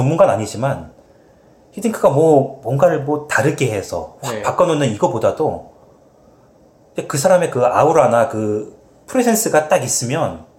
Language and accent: Korean; South Korea; now in Canada; 한국 사람이다 보니까.